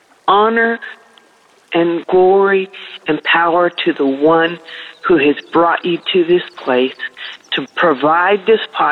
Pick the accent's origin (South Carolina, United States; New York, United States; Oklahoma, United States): Oklahoma, United States; Tulsa; I'm from Tulsa, Oklahoma.